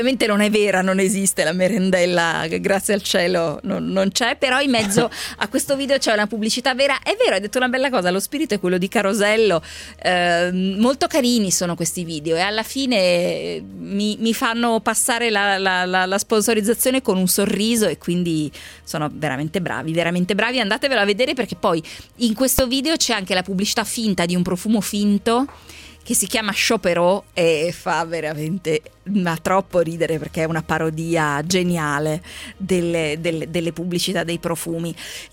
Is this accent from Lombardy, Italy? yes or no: yes; Lombardy, Italy; ma non sono piemontese, sono brianzola.